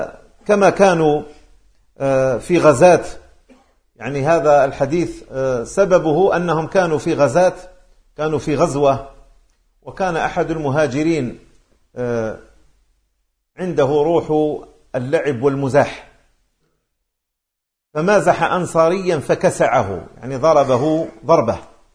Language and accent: Arabic; Algeria; أنا من الجزائر من باب التعريف بأنني أنتسب إلى أرض تسمى الجزائر، أو أقول للعاصمي عندما ألتقي به أقول له أنا من مغنية